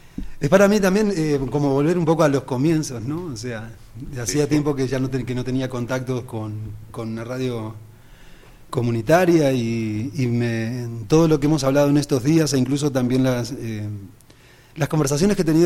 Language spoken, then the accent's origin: Spanish; Montevideo, Uruguay; todo tenía que ver exactamente con lo que sucedía en el barrio de La Teja, que es de donde yo vengo.